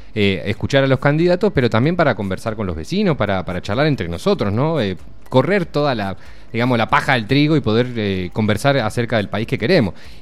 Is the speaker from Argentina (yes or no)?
yes; Argentina; ya lo digo como argentino